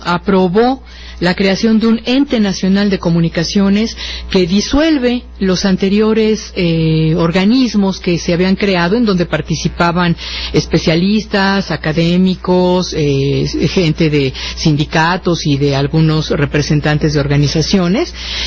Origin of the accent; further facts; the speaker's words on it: Mexico; una de las leyes ejemplares que se nos antojaban a nosotros como mexicanos